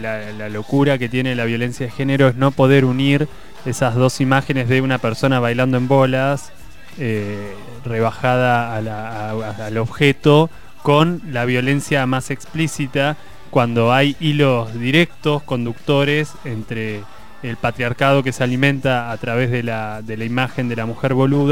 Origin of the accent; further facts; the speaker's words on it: Azul, Buenos Aires Province, Argentina; En Azul, que es mi ciudad natal